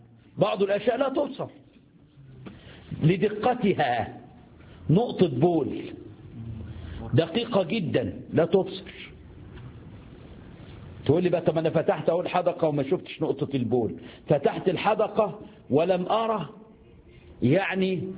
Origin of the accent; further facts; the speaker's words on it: Egypt; في حاجة عندنا في مصر اسمها سمين